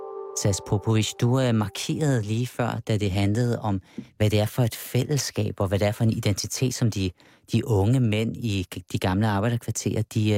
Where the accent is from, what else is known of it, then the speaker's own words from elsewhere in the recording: Avedøre, Capital Region of Denmark, Denmark; nu bruger jeg mig selv igen som knægt i Avedøre Stationsby, de her naturlige venskaber mellem arbejderklassens drenge og os drenge, som sagde, vi indvandrere